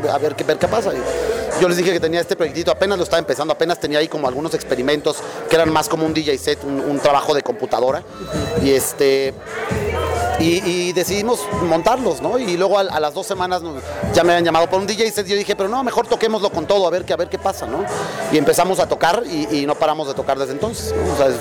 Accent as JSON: {"language": "Spanish", "country": "Mexico", "also_born_or_lived": "Colombia", "said": "Yo soy colombiano mexicano y me tocó estar muy, desde muy pequeño, convivir con la música tropical"}